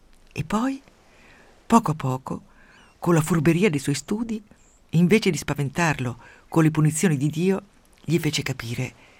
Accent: Umbria, Italy; Quando ero piccola nel mio paese umbro, cattolicissimo, nell'alta valle del Tevere

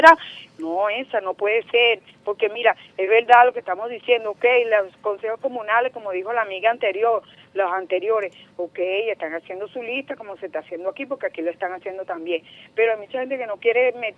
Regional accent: Venezuela; así somos los venezolanos.

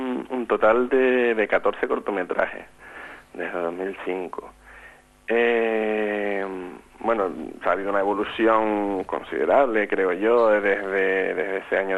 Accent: Canary Islands, Spain; now in Gran Canaria, Spain; yo vivo en Gran Canaria, los cuatro somos de Tenerife.

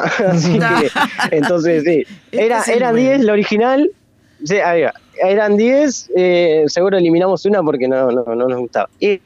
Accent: La Plata, Buenos Aires Province, Argentina; soy de La Plata, ¿no? A mí yo no me iría a ningún lado, me moriría acá en La Plata

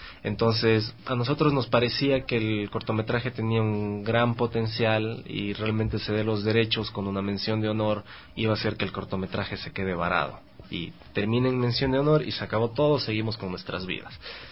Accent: Cuenca, Azuay, Ecuador; also born or lived in Quito; now in Guayaquil, Ecuador; Soy de Cuenca, viví un tiempo en Quito, ahora estoy estudiando en Guayaquil. Voy a cumplir 30 años

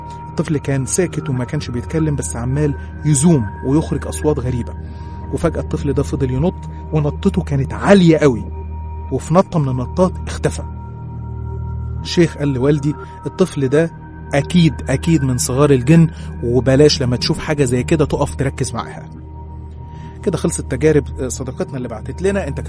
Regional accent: Qena Governorate, Egypt; احنا أصلا من الصعيد من محافظة قنا

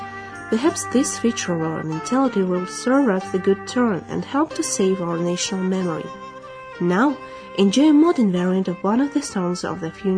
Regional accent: Minsk, Belarus; English is a second language; I'm from Minsk.

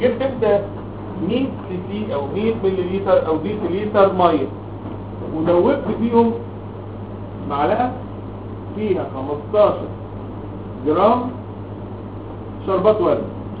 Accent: Egypt; انما احنا ساعتين مصريين بتوع الحضاره والتراث

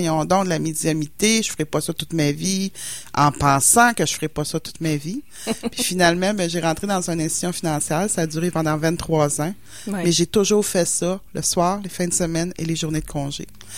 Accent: Matane, Quebec, Canada; je viens de Matane, en bas, dans le Bas-Saint-Laurent, proche de l'entrée de la Gaspésie, comme on dit.

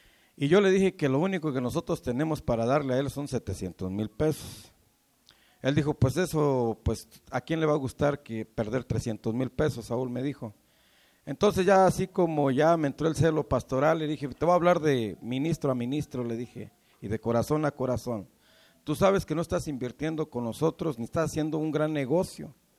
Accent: Mexico; No olvidar nuestras raíces como mexicanos, yo creo que eso no se olvida jamás, ¿verdad?

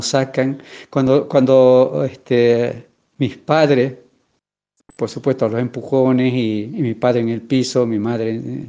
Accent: Ledesma, Jujuy, Argentina; moved away as an adult; also born or lived in Bolivia; aunque nací en Bolivia, me crié en Ledesma. O sea, desde los 6 años que viví en Ledesma hasta que terminé la escuela normal, o sea, la secundaria, y luego me fui a estudiar a Tucumán

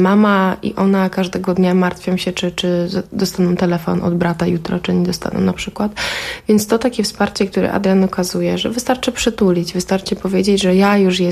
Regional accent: Ukraine; bo też jestem Ukrainką i też ten konflikt jest bardzo blisko i mojej rodzinie i mojemu sercu

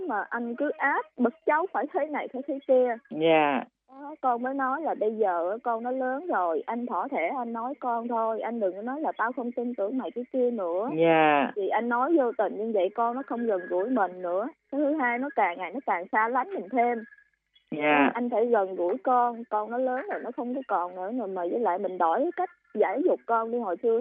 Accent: Northern Vietnam, Vietnam; Dạ con quê người Bắc cô.

